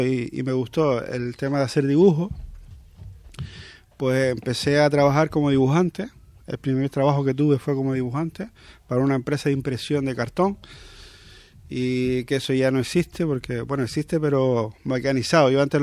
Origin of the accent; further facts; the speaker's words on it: Maspalomas, Canary Islands, Spain; yo, pues, soy de Maspalomas, Gran Canaria también.